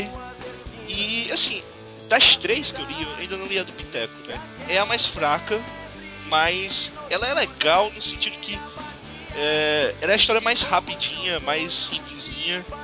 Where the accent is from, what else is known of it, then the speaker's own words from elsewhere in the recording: Northeast Region, Brazil; É porque eu sou nordestino, cara, então.